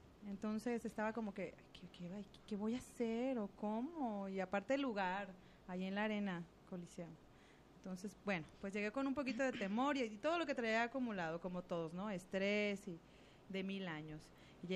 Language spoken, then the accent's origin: Spanish; Guadalajara, Jalisco, Mexico; Yo, sí, de aquí, soy tapatía. De Guadalajara, Jalisco, México, también.